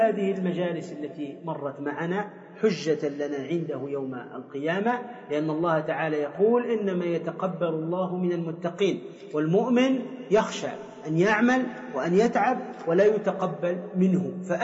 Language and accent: Arabic; Tunisia; فكما يقال عندنا في تونس قبيح الوجه قبيح الفعل